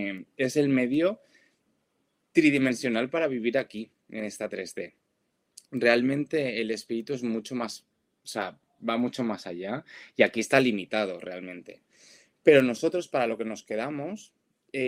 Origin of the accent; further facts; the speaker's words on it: Valencia, Valencian Community, Spain; Ahora que estábamos nombrando lo de la Dana aquí en Valencia, yo que soy de Valencia